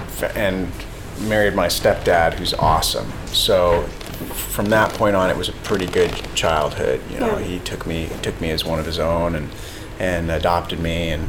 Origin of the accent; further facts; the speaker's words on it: Boston, Massachusetts, United States; born there; I was born in Boston, Massachusetts.